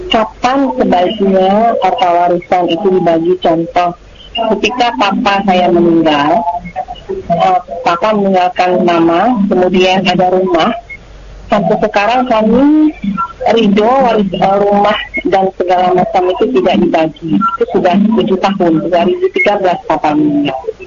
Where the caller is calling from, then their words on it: Padang, West Sumatra, Indonesia; saya dari Sumbar, Padang.